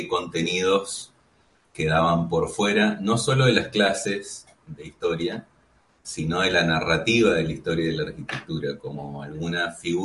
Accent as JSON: {"language": "Spanish", "region": "Mendoza", "country": "Argentina", "said": "Sí, soy de Mendoza, soy el más chico de una familia muy, muy amplia, somos 7 hermanos."}